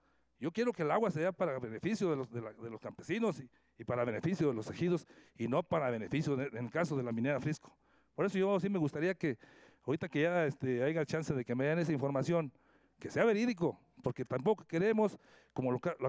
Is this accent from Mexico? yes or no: yes; Villa La Paz, San Luis Potosí, Mexico; Yo vengo de Villa La Paz, un pueblo completamente minero por excelencia de hace más de 200 años.